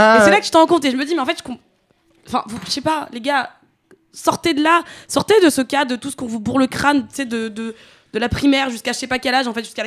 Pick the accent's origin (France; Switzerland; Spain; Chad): Chad; Bah, vous savez, moi, je viens du Tchad.